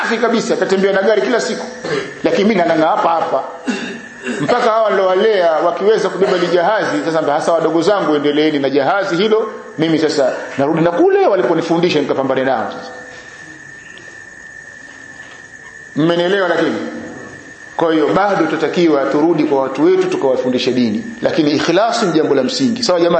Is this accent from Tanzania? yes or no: yes; Kigoma, Tanzania; Mimi nimetoka Kigoma mwanafunzi. Kigoma kuna vigogo, mashehe.